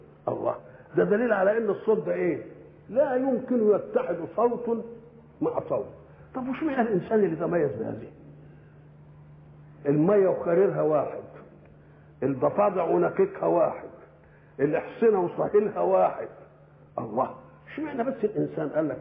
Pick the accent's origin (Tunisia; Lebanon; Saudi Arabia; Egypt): Egypt; accent: Egyptian; ولذلك احنا لما نروح بلاد ان كلمناهم بلهجتنا المصريه ما يفهموش ولا كلمه